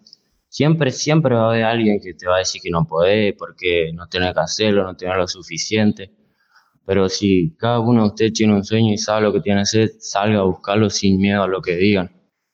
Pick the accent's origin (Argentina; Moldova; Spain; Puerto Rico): Argentina; porque somos argentinos y más que nada eso es lo que nos identifica hacia afuera